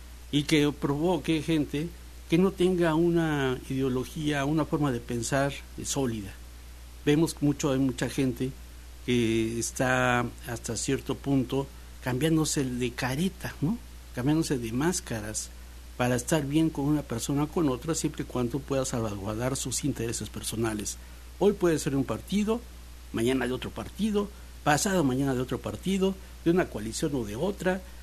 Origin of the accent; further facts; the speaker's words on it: Veracruz, Mexico; nosotros, como mexicanos, como veracruzanos